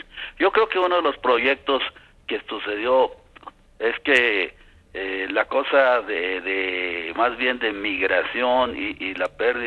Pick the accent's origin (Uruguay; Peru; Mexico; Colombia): Mexico